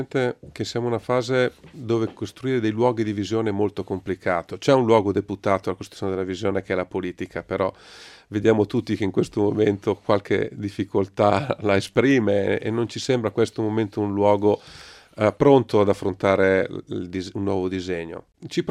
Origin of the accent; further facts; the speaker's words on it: Milan, Lombardy, Italy; Io abito, sono di Milano, sono del Giambellino.